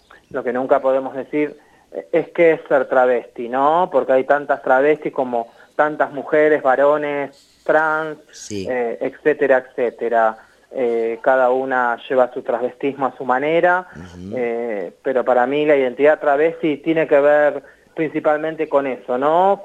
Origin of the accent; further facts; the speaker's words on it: Argentina; Como travestis argentinas, cuando nosotras vamos a tomar un mate entre compañeras, amigas, en los barrios